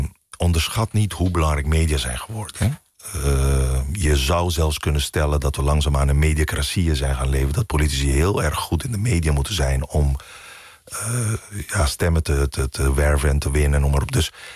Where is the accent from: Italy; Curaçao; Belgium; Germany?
Curaçao; now in Netherlands; Want ik kom uit Curaçao, ben met Amerikaanse media opgegroeid.